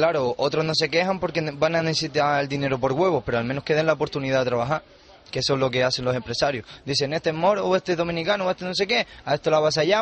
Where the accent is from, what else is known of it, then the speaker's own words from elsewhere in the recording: Canary Islands, Spain; porque yo soy conejero, yo soy de Lanzarote.